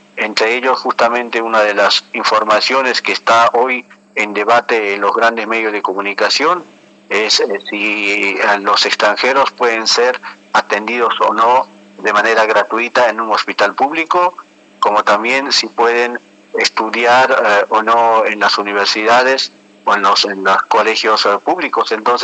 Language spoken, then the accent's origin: Spanish; Bolivia; transmitir nuestra cultura en realidad, porque nosotros también somos bolivianos